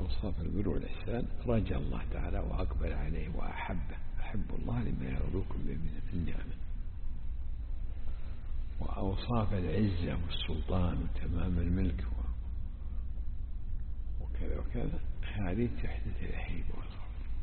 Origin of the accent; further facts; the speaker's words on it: Najd, Saudi Arabia; العوام عندنا في نجد عندهم خلط هذا